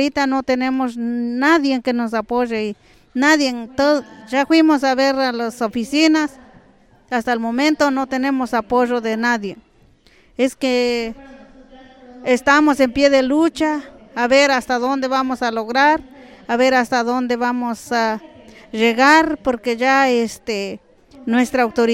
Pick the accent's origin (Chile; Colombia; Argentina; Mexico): Mexico; San Pablo Cuatro Venados, Oaxaca; nosotros venimos de la comunidad del Rebollero, Los Arquitos, San Pablo Cuatro Venados